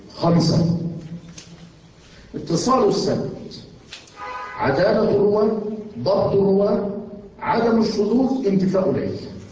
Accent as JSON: {"language": "Arabic", "country": "Yemen", "said": "عندنا في اليمن، وما زلت أقولها"}